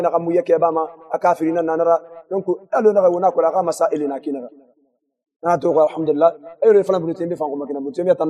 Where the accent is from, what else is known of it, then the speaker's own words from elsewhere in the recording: Mauritania; انا موريتاني